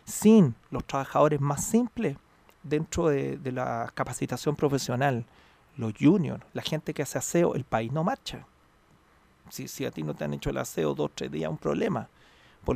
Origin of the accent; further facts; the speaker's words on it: Chile; eso implica que somos todos chilenos, todos estamos remando